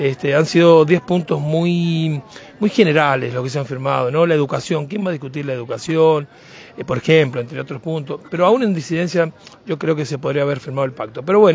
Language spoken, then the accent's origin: Spanish; Argentina; nos tenemos que mirar como hermanos que somos todos los argentinos